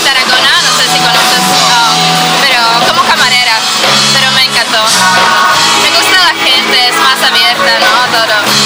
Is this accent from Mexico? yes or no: no; Prague, Czechia; Spanish is a second language; moved away; Bueno, yo soy de Praga, soy estudiante.